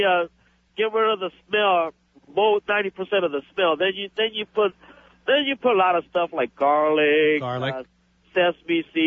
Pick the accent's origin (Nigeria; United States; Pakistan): United States; You know, I'm a Korean American. I grew up in the States since 1969.